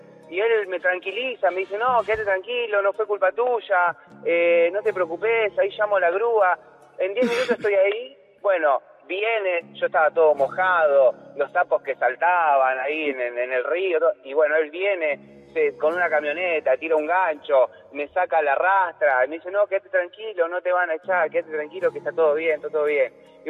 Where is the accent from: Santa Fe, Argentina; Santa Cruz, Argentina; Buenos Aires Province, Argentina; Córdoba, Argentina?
Buenos Aires Province, Argentina; Ituzaingó; De Ituzaingó.